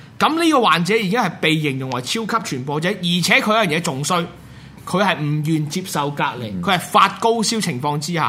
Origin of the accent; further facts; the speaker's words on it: Hong Kong; 作為一個香港人角度咧